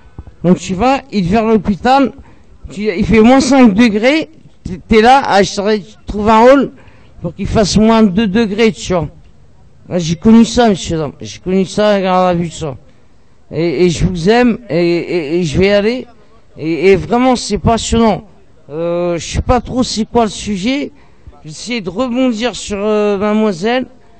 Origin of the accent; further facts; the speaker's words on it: Sevran, Île-de-France, France; moi, j'ai grandi à Sevran-Beaudot